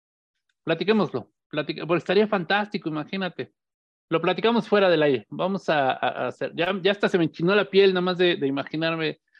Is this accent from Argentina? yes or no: no; Mexico; esta tercera raíz que nos compone como mexicanos